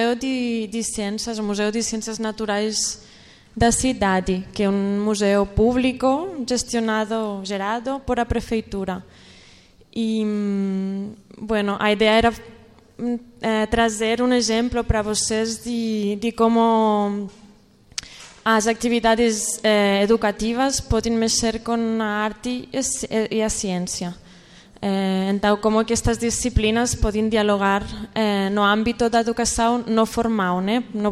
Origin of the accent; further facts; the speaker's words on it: Barcelona, Catalonia, Spain; Portuguese is a second language; now in Brazil; eu sou de Barcelona, estou aqui por o meu anterior trabalho